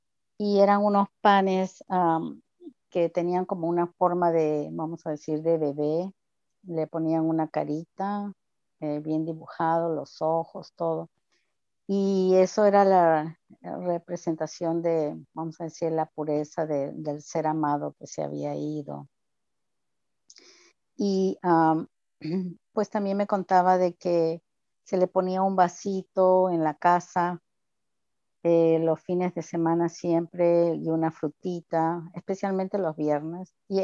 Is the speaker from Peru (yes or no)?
yes; Callao, Peru; Yo me crié en la capital, en el Callao